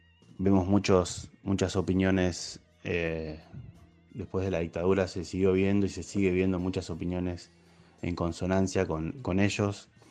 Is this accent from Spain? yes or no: no; Argentina; Pero siendo futbolero y argentino, te puedo decir que me da un poco de vergüenza